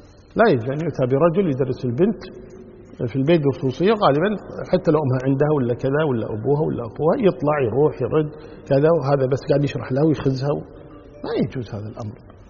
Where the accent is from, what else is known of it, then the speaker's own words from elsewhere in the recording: Kuwait; يعني عندنا في الكويت عن طريق وزارة العدل